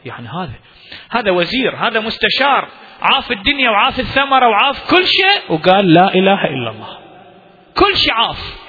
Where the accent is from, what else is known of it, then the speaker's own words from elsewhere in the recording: Iraq; إلى اليوم عندنا في العراق مكان محرقة إبراهيم